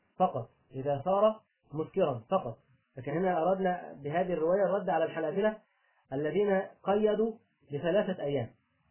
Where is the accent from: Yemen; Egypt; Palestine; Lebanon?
Egypt; اللي بيسموه عندنا في مصر اللي هو اللي اللي هو الخشاف